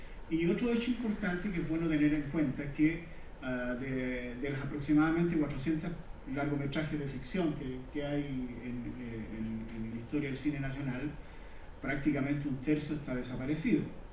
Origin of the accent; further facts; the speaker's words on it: Chile; cómo somos, nosotros los chilenos